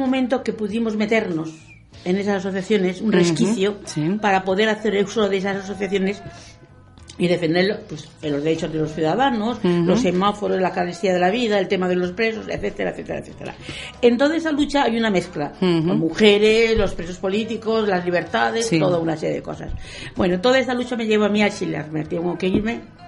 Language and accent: Spanish; Madrid, Community of Madrid, Spain; ¿Qué pasaba en mi pueblo es Madrid, pero fundamentalmente...